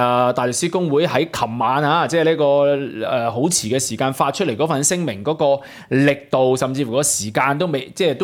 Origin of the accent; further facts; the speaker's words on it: Hong Kong; 令到你哋或者令到我哋香港人嚇碎片化